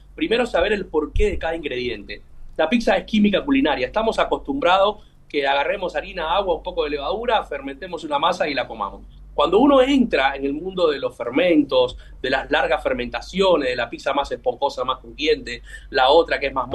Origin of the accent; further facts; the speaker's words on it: Cuba; now in Argentina; yo soy cubano, llevo 23 años en la Argentina, vine muy joven.